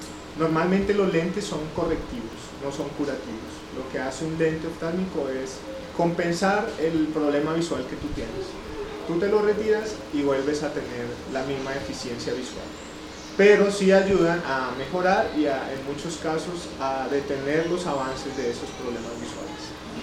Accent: Colombia; moved away as an adult; now in Dominican Republic; yo soy colombiano, residente en República Dominicana hace aproximadamente 3 años.

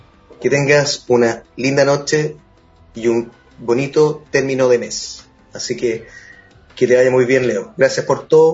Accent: Chile; músico chileno, para ustedes

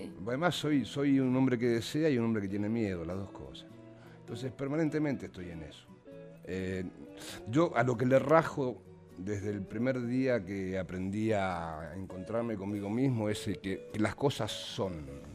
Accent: Argentina; A mí me gusta ser argentino.

